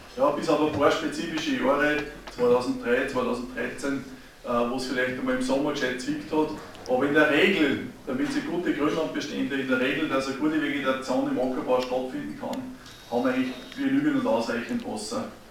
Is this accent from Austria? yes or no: yes; Upper Austria, Austria; Ich komme aus dem Bezirk Vöcklabruck